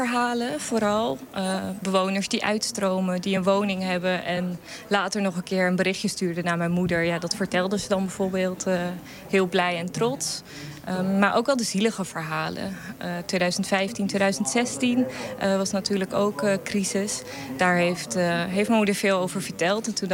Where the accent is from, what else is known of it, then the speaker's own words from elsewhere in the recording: Ter Apel, Groningen, Netherlands; Oorspronkelijk kom ik uit Ter Apel. De hoofdstad van het COA, kun je wel zeggen. Van de asielketen.